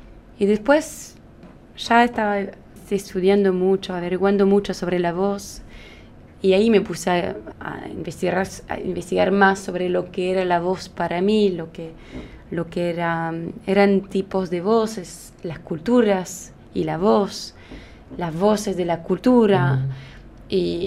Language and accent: Spanish; France; Spanish is a second language; Era parte de nuestra cultura, como yo soy francesa, entonces...